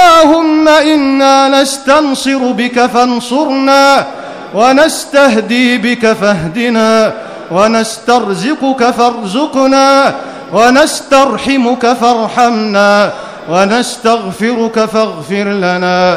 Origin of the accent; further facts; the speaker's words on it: Egypt; واحفظ بلدنا مصر من كل مكروه وسوء.